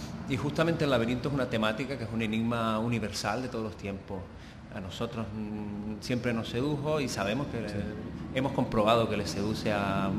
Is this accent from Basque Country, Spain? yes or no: no; Canary Islands, Spain; now in Catalonia, Spain; yo soy canario, pero que he emigrado en Cataluña.